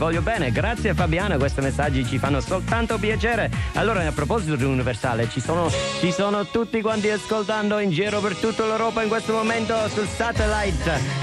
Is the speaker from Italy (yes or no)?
no; Ireland; Italian is a second language; Non capisco, io sono irlandese, ma non capisco.